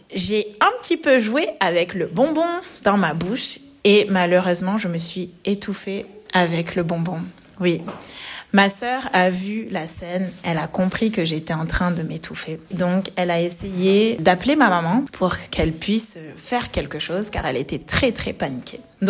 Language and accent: French; Marseille, Provence-Alpes-Côte d'Azur, France; J'étais à Marseille parce que c'est là où j'ai grandi